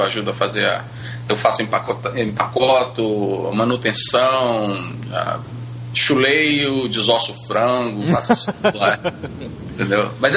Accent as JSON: {"language": "Portuguese", "country": "Brazil", "moved": "yes", "lives_now": "United States", "said": "sou brasileiro, moro nos Estados Unidos há 20 anos."}